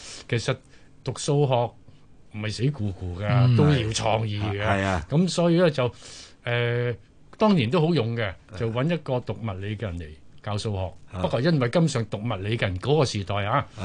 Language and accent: Cantonese; Guangdong, China; 就翻翻我鄉下，我潮汕人